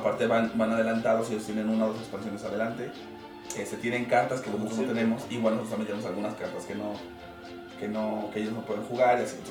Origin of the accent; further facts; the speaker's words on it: Mexico; somos mexicanos, estamos acostumbrados al regateo, a la oferta-demanda